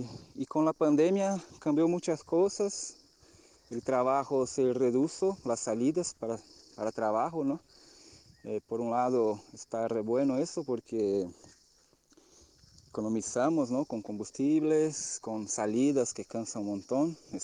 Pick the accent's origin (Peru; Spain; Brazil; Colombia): Brazil; Spanish is a second language; soy brasileño y por la invitación de mi hermano Rafa vengo a compartir un poquito de lo que estamos viviendo frente a la pandemia que sigue todavía. Bueno, acá vivimos en el campo